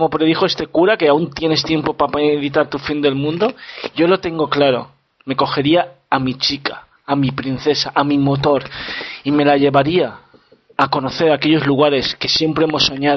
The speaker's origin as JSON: {"language": "Spanish", "country": "Spain", "lives_now": "Wrocław, Poland", "said": "pero yo les digo que soy español."}